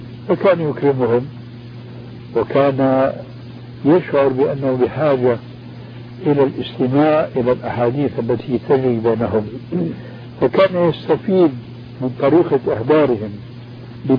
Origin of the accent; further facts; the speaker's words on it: Damascus, Damascus Governorate, Syria; كما يقولون عندنا في دمشق الألف من المصطيجة